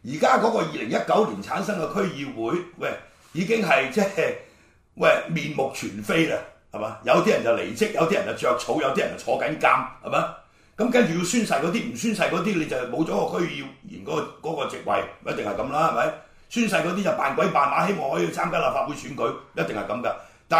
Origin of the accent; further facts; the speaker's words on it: Hong Kong; 我從來都冇諗過去攞中華民國護照噶。我係香港人。是吧生在香港死在香港的，我們當時是這樣想的，是吧？我可以拿美國綠卡，我又沒拿的，屌了，我現在70歲，